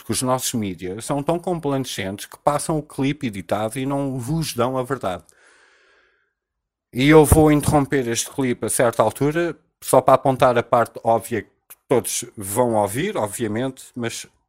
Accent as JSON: {"language": "Portuguese", "country": "Portugal", "said": "ele tem mais respeito por mim como português"}